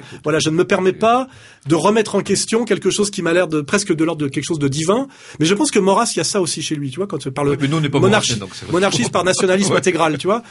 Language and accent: French; France; je ne peux pas me permettre de vouloir qu'une autre équipe que l'équipe de France gagne, car je suis français